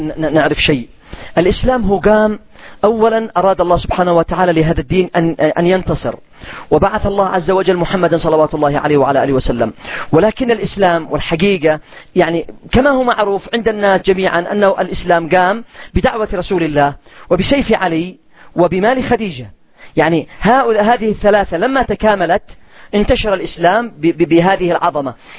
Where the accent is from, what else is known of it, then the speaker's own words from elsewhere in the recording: Yemen; سعر الدقيق والقمح عندنا في اليمن ما تقلش عن 300 ريال.